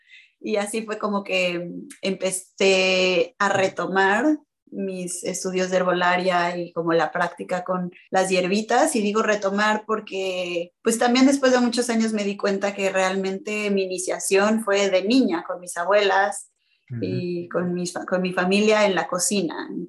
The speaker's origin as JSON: {"language": "Spanish", "region": "Mexico City", "country": "Mexico", "tie": "born or raised there", "moved": "as an adult", "lives_now": "Los Angeles, United States", "said": "Yo nací y crecí, viví 28 años en Ciudad de México, la Gran Tenochtitlán, y luego soy inmigrante de primera generación. Ahora vivo en Tierra Chumash, lo que también se conoce como Los Ángeles, en California."}